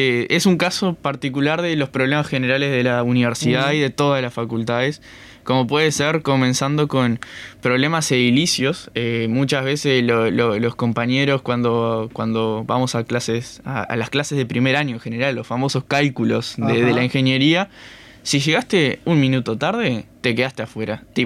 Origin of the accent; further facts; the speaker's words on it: San José, Uruguay; yo que soy de San José, puedo votar en allá